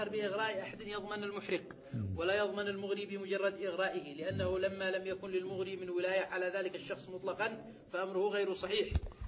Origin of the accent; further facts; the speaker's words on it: Yemen; عندنا في اليمن هكذا.